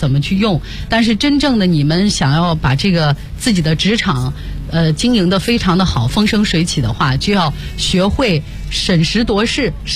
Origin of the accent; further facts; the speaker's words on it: China; 我们中国人就是这样，比较在乎这个世故人情的，